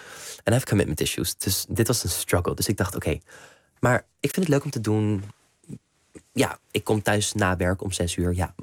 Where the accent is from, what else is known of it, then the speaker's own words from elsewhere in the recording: Netherlands; mijn ouders zijn Nederlands. Ik woon in Nederland. Ik ben misschien hier niet opgegroeid, maar ik ben wel Nederlander.